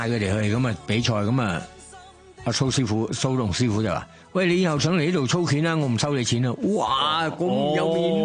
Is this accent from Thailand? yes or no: yes; Thailand; 我系泰国人啊嘛。